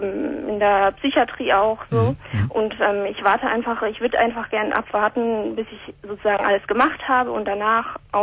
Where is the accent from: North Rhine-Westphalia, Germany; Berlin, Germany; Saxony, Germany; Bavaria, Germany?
North Rhine-Westphalia, Germany; moved away; Aus dem Ruhrgebiet.